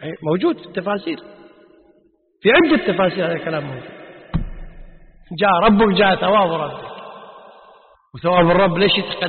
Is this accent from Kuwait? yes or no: yes; Kuwait; حرف عندنا بالكويت العامة تسمي طريف